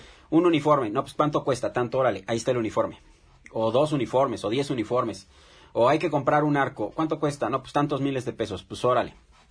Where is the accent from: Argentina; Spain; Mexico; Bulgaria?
Mexico; como mexicanos a veces nos pasamos de listos